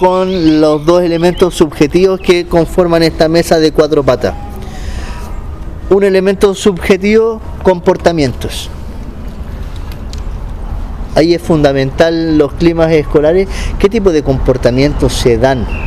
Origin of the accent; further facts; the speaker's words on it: Valparaíso, Chile; En Valparaíso, yo que soy de Valpo, a la hora de los saqueos se iban.